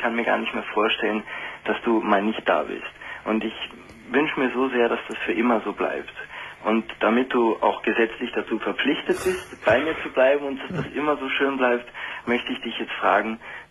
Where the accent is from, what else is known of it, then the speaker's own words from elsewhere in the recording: Krefeld, North Rhine-Westphalia, Germany; now in Vienna, Austria; Naja, ich komme aus Krefeld